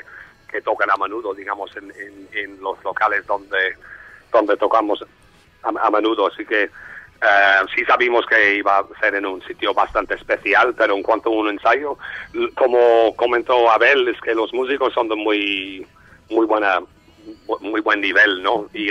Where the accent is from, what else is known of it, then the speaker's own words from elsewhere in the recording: Ireland; Spanish is a second language; Soy irlandés. Pasé 3 años en España, años atrás.